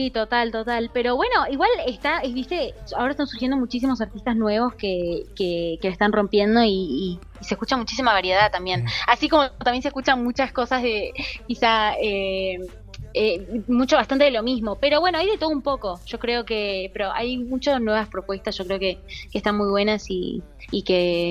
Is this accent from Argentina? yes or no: yes; Tucumán, Argentina; Así es, bueno, soy tucumana.